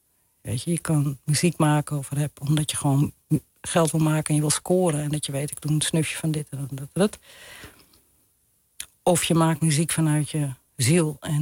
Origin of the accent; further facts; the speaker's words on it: Amsterdam, North Holland, Netherlands; Dat deel van Oost.